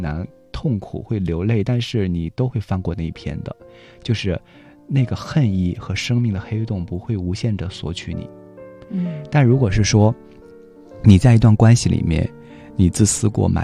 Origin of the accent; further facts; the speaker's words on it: Shandong, China; 就是我们山东人都特别喜欢吃馒头嘛